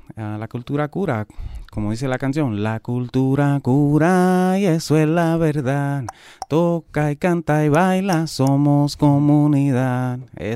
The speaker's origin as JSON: {"language": "Spanish", "country": "Puerto Rico", "said": "quererme yo mismo como boricua y nuestra cultura"}